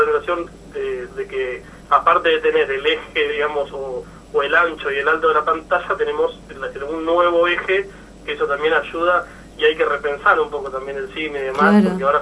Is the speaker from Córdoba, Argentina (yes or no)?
no; Buenos Aires, Argentina; yo soy... de Buenos Aires, como no sé si lo dijiste antes, uh-huh. Pero bueno, soy de Capital